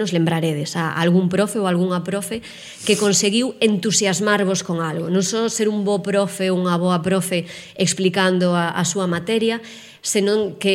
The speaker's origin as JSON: {"language": "Galician", "town": "Melide", "region": "Galicia", "country": "Spain", "tie": "born or raised there", "also_born_or_lived": "Vitoria", "said": "Eu nacín no País Vasco, nacín en Vitoria, así que ata os 6 anos fun ali o cole, e despois os meus pais volveron, por sorte, para Galicia, así que eu xa pasei a miña infancia e a miña adolescencia nun pobo pequeno"}